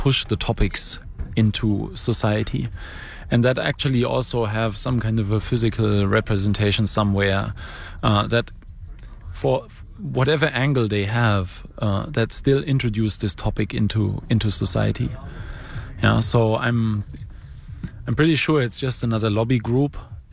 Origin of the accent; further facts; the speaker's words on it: Germany; Well, luckily there I come from Germany, and I can at least say that the German computer community is very socially and politically aware.